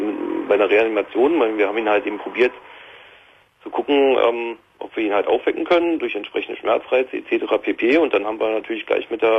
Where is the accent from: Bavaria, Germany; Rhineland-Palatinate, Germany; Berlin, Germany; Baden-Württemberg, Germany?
Berlin, Germany; Und ich bin eigentlich Berliner und wir haben in Berlin den gleichen Hubschraubertyp.